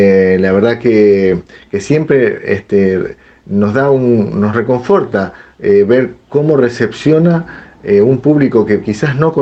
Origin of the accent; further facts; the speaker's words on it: Lincoln, Buenos Aires Province, Argentina; Soy músico de Lincoln, profesor del Conservatorio Provincial Aldo Quadracha.